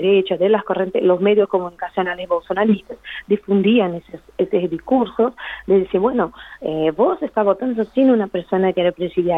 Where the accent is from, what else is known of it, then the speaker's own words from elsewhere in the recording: Brazil; Spanish is a second language; Yo nunca había escuchado eso en 34 años de vida sentada en un bar en mi país.